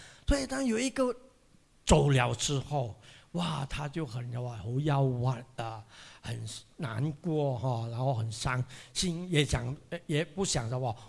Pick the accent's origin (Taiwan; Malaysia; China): Malaysia; Penang; 我是槟城人